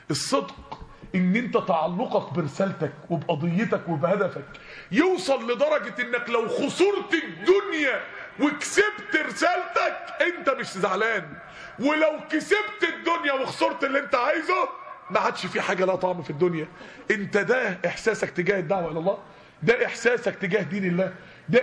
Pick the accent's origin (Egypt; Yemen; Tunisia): Egypt; Mansoura, Dakahlia; يعني احنا عندنا في المنصورة كان اصعب منكم على فكرة.